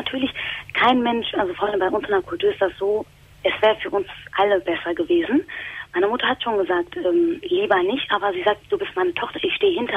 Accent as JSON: {"language": "German", "country": "Turkey", "said": "und ich bin Moslem. Also ich bin eine Türkin"}